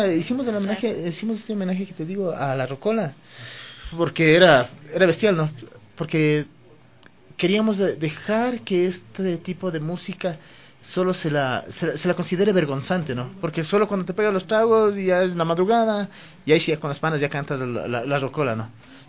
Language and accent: Spanish; Quito, Pichincha, Ecuador; yo nací en el Panecillo, me crié ahí, mi familia vivía ahí, entonces yo digo, yo soy Kidwa, yo no soy Quito, yo soy Kidwa.